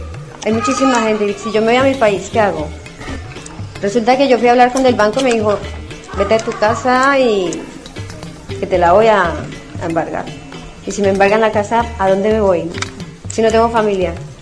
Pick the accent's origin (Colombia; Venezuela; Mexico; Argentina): Colombia; moved away as an adult; now in Spain; en nuestros países, bueno, yo soy de Colombia